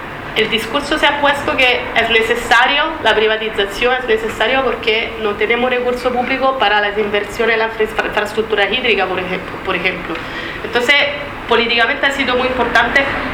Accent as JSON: {"language": "Spanish", "country": "Italy", "said": "soy italiana. Cuando estaba en Italia, formaba parte del movimiento italiano contra la privatización del agua"}